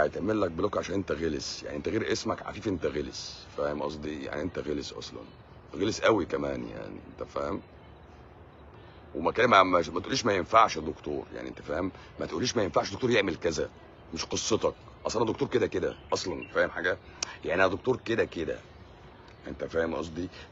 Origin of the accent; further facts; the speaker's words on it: Egypt; اللي عندنا في مصر